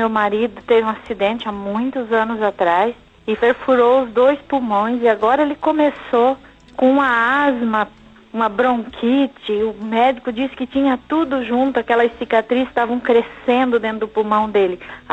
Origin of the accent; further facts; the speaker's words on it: Joinville, Santa Catarina, Brazil; Eu sou aqui de Joinville